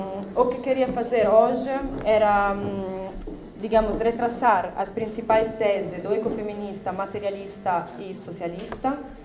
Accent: Italy; Portuguese is a second language; Eu sou italiana, portanto vou falar português lendo.

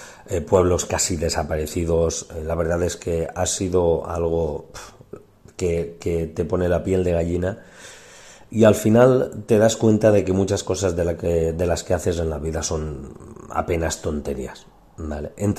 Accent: Ontinyent, Valencian Community, Spain; la catástrofe cerca de mi pueblo, yo por suerte, Ontinyent, hemos tenido muchísima suerte y apenas nos ha tocado

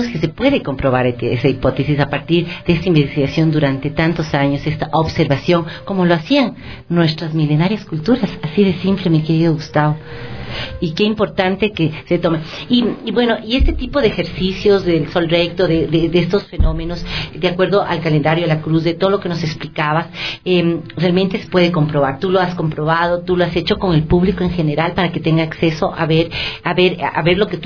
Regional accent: Ecuador; como somos los ecuatorianos?

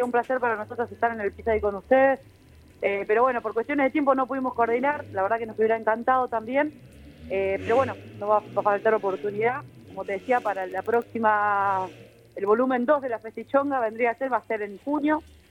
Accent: La Plata, Buenos Aires Province, Argentina; somos una banda de La Plata, ¿sí? Somos una banda de cumbia.

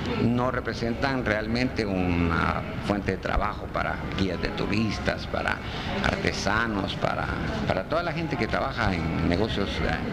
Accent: Amatitlán, Guatemala Department, Guatemala; moved away as an adult; now in Petén, Guatemala; Aunque mi infancia la crecí en Amatitlán, o sea, donde mi familia vivía en Amatitlán, y el nacer pues fue el incidente de ir a un hospital en la ciudad. Y me trasladé al Petén a los 20 años de edad.

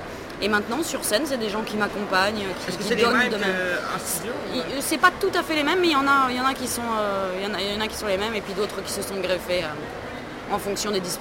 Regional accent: Nancy, Grand Est, France; Non, à Nancy, je suis de Lorraine, moi je suis de l'Est.

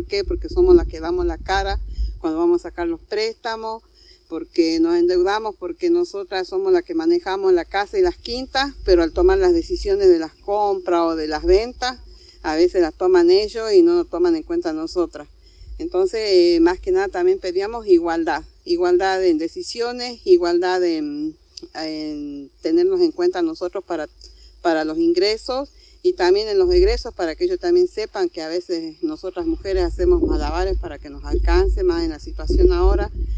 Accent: Salta, Argentina; soy de Salta, departamento de General Güemes

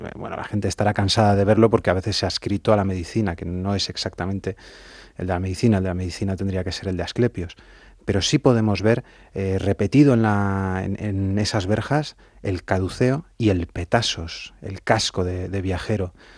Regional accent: Madrid, Community of Madrid, Spain; los que somos madrileños como tú y yo de pura cepa

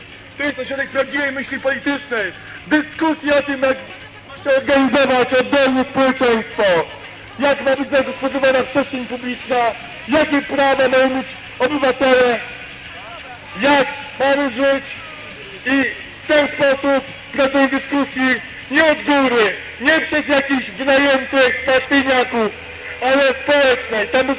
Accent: Warsaw, Masovian Voivodeship, Poland; jako warszawiak, jako mieszkaniec większego miasta niż

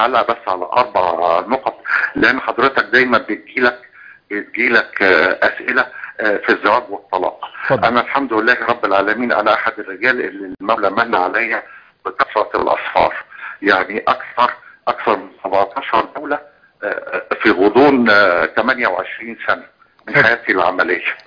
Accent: Egypt; لما كان موجود عندنا في مصر يعني كتير من الجنسيات وكان عندها حق المتاجره في مصر.

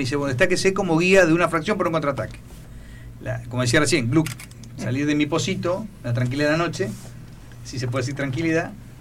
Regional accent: Argentina; Nosotros no pensamos como ingleses, pensamos como argentinos.

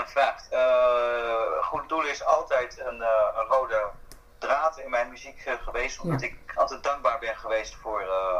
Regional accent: Pasto, Nariño, Colombia; Dutch is a second language; Ik kom uit het zuiden van Colombia, Pasto. En Pasto is een van de armste gebieden van Colombia.

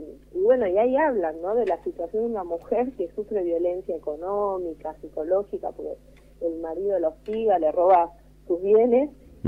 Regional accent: Jujuy, Argentina; now in Buenos Aires, Argentina; No, yo soy de Jujuy, así que se imaginan que acá en Buenos Aires todo el mundo cree que el norte siempre es más machista.

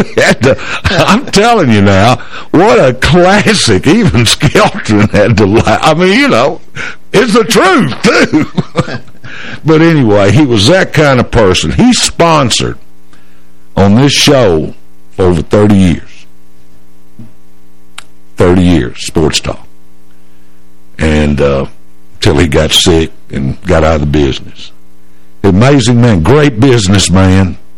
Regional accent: Clarksville, Tennessee, United States; born there; moved from Summit Heights to Monroe Street here in Old Town Clarksville. It's off Greenwood Avenue. I was born on Greenwood.

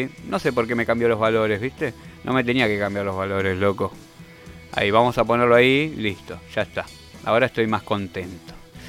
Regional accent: Argentina; ¿Que de dónde sos? Yo soy argentino.

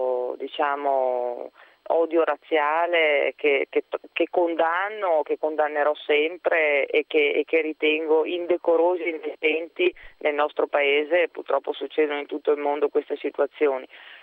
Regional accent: Veneto, Italy; io sono molto legata alle tradizioni italiane, in particolare a quella del mio territorio, del Veneto.

